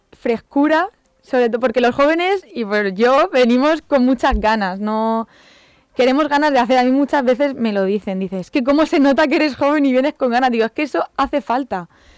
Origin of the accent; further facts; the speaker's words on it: Valencian Community, Spain; Yo, por ejemplo, soy de Carrús, uh-huh. y ahí pues es un barrio para más complicado para nosotros